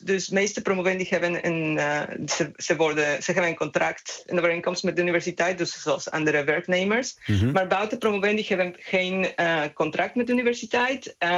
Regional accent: Mexico; Dutch is a second language; moved away as an adult; now in Netherlands; Nee, ik kom uit Mexico.

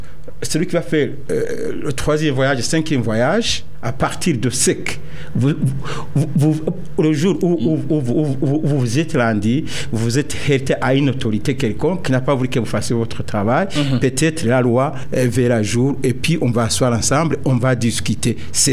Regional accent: Burundi; Je suis Burundais, je vais où je peux aller où, n'importe où.

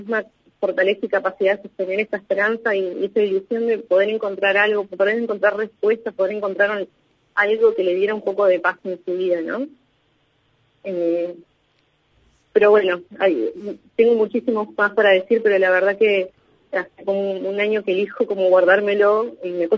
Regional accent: Balcheta, Río Negro, Argentina; yo soy de Balcheta

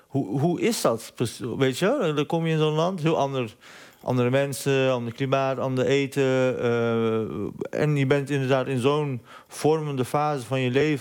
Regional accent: Netherlands; born there; Ik ben geboren in Nederland

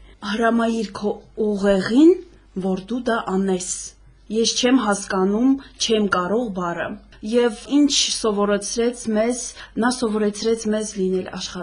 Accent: Stepanakert, Karabakh, Azerbaijan; ծնվել եւ մեծացել եմ այստեղ, Ստեփանակերտում

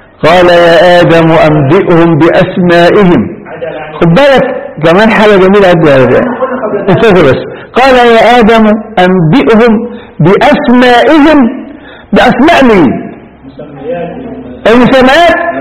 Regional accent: Egypt; إحنا هنا نستعملها كمصريين، ولك يا بني آدم يعني إيه؟

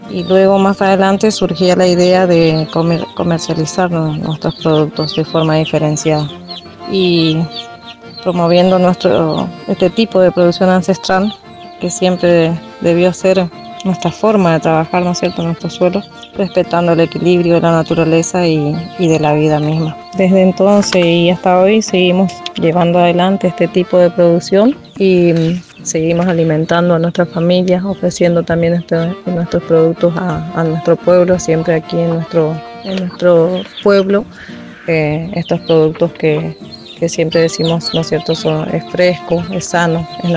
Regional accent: Colonia Progreso, Corrientes, Argentina; soy de Colonia Progreso, cuarta sección, departamento de Bellavista, provincia de Corrientes.

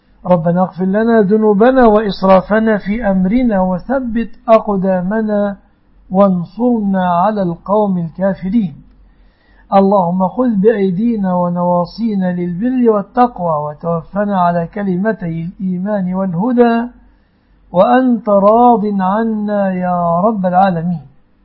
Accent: Egypt; احفظ يا ربي بلادنا مصر وسائر بلاد المسلمين من كل مكروه وسوء يا رب العالمين

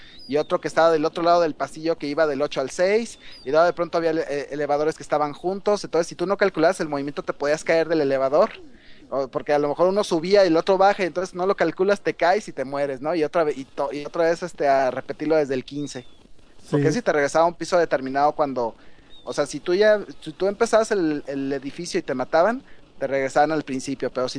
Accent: Guadalajara, Jalisco, Mexico; yo como yo viví en, yo mi infancia la viví en Guadalajara

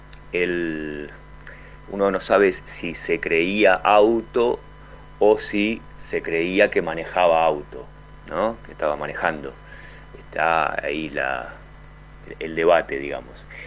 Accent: Gualeguaychú, Entre Ríos, Argentina; les cuento la historia de este personaje particular de allá de mi pueblo, Gualeguaychú

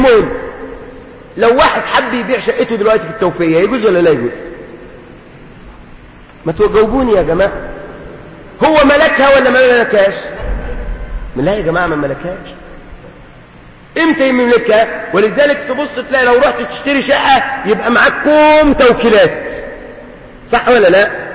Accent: Suez, Suez Governorate, Egypt; لو بنوا عندنا في السويس البنى فين؟

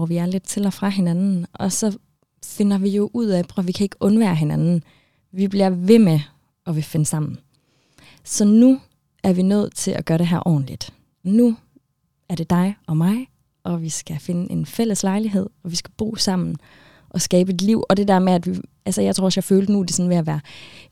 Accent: Aalborg, North Denmark Region, Denmark; Vi kommer fra Aalborg-området, begge to.

